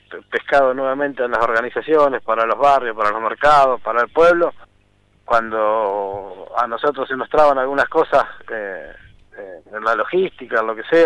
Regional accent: Chascomús, Buenos Aires Province, Argentina; A nosotros, los que vinimos de Chascomús, no tenemos esa traba

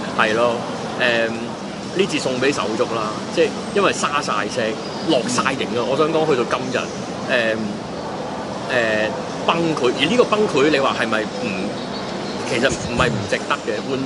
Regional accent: Hong Kong; 我身為一個香港人，我很不好意思

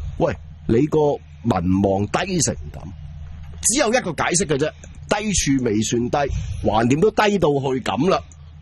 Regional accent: Hong Kong; 嚟陰乾我哋香港人

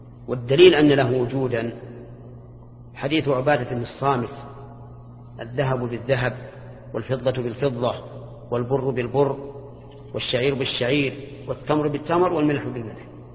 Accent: Al-Qassim, Saudi Arabia; بينما المد عندنا في القصيم 3/3 الصاع، يختلف

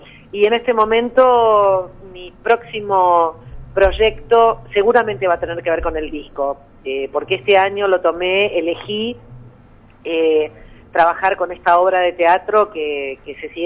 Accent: Buenos Aires, Argentina; soy porteña, nací en Buenos Aires, en la capital

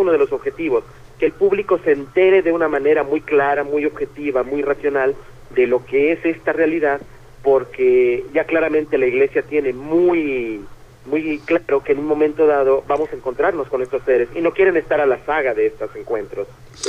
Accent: Mexico; en México, aquí en mi país

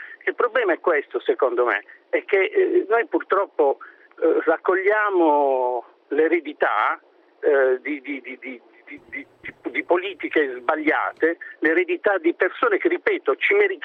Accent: Apulia, Italy; Io sono un pugliese, no?

